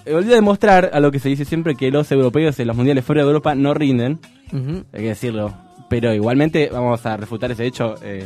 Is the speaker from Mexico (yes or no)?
no; Argentina; Por un hecho no menor que somos argentinos todos.